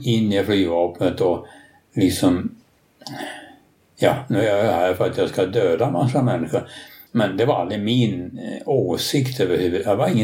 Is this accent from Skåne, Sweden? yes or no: yes; Landskrona, Skåne, Sweden; born there; Jag är född i Landskrona.